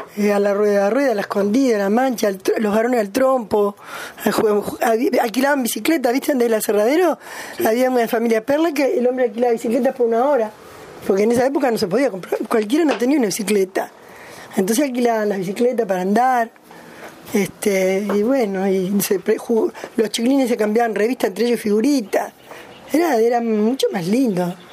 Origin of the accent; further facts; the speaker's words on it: Minas, Lavalleja, Uruguay; Nosotros somos uruguayos.